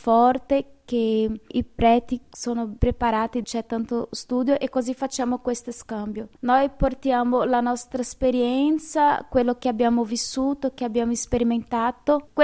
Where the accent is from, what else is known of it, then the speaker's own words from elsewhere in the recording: Minas Gerais, Brazil; Italian is a second language; now in Italy; sono brasiliana, vengo da una regione che si chiama Minas Gerais. È una regione tradizionalmente cattolica.